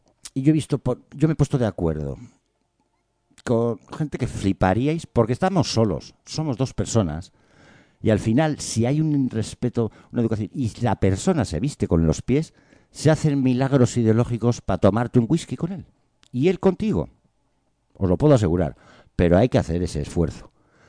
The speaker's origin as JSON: {"language": "Spanish", "region": "Basque Country", "country": "Spain", "said": "Yo soy del País Vasco, ¿no? Pero mi abuelo era guardia civil en Oñate."}